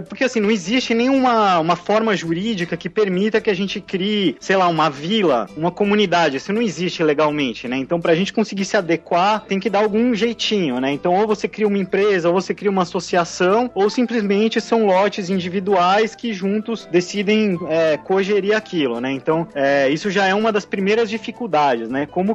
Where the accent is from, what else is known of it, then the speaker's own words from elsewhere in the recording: São Paulo, Brazil; now in Florianópolis, Brazil; A minha mudança pra Florianópolis, né? Eu sou de São Paulo, da capital.